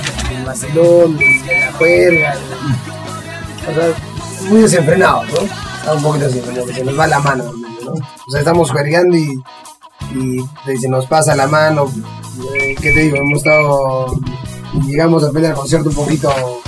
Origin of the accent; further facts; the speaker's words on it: Lima, Peru; yo soy limeño, pero nacido, ¿no? Mis hermanos todos nacieron en Lima, pero mis padres de Cotahuasi.